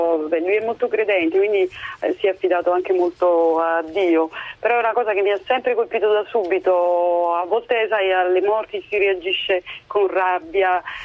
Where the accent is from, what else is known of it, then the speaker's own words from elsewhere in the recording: Caserta, Campania, Italy; now in Conegliano, Italy; io sono di Caserta, ma mi sono trasferita a Conegliano.